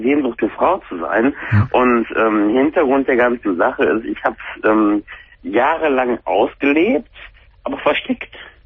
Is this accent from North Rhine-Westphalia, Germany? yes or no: yes; North Rhine-Westphalia, Germany; Ich komme aus der Nähe von dem anderen Ort von Köln, der große Parkplatz von Köln.